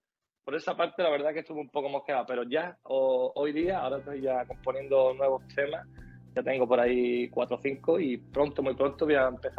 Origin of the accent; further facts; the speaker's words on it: Álora, Andalusia, Spain; soy de Álora, de Málaga, el pueblecito de aquí de Málaga.